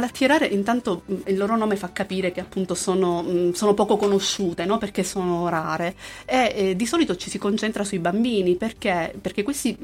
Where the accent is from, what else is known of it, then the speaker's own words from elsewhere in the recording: Calabria, Italy; io sono calabrese